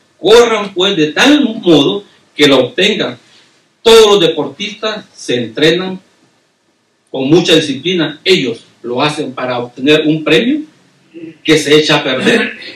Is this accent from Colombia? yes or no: no; Mexico; now in United States; Hermanos, ¿se recuerdan cuando nos venimos de México? ¿Verdad? Todos los que somos mexicanos. Nos venimos por diferentes puertas, hermanos. Entramos por Tijuana